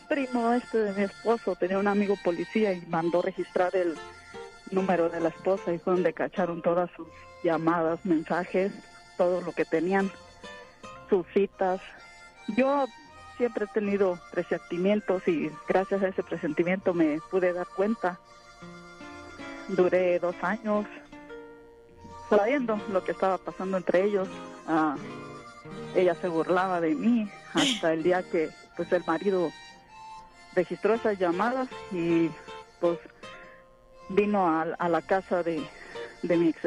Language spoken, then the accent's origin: Spanish; Mexico City, Mexico; now in Las Vegas, United States; yo soy de la Ciudad de México. Somos de la Ciudad de México.